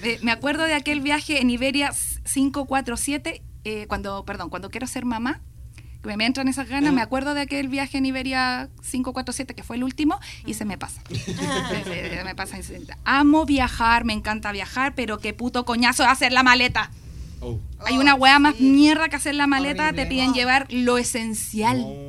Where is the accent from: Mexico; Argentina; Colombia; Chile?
Chile; Como buena chilena, vivía en el culo del mundo, ¿cierto?